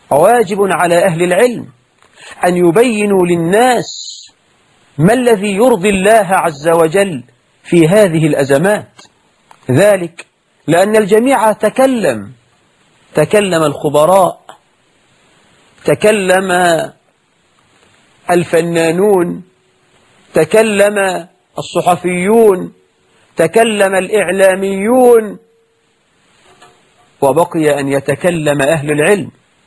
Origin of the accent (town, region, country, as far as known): Egypt